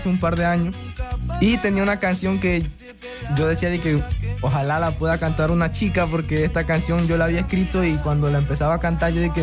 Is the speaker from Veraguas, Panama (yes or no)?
yes; Santiago, Veraguas, Panama; born there; now in Ocú, Panama; yo nací en Santiago, aquí en Veragua.